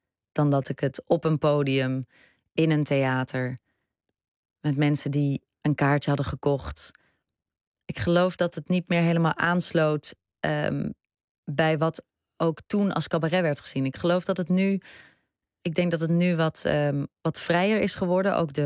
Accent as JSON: {"language": "Dutch", "town": "Breda", "region": "North Brabant", "country": "Netherlands", "tie": "born or raised there", "moved": "yes", "said": "Het is een Brabantse stad en ik ben daar opgegroeid. Ik ben geboren in Breda en daar ging ik naar de middelbare school. En het is, het was een heel veilig opgroeiend bestaan."}